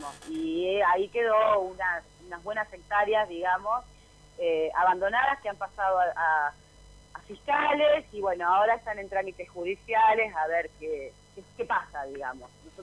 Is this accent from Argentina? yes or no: yes; Buenos Aires Province, Argentina; además soy vecina del lugar. Soy de mi barrio natal es el barrio Jardín.